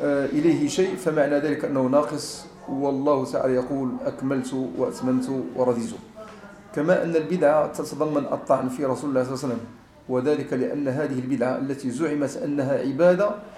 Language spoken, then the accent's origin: Arabic; Morocco; مسألة قراءة الحزب جماعة عندنا في المغرب